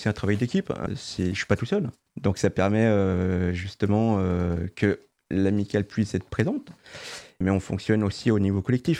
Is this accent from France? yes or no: yes; Nancy, Grand Est, France; j'ai 34 ans, je suis originaire de Nancy. J'ai fait toutes mes études sur Nancy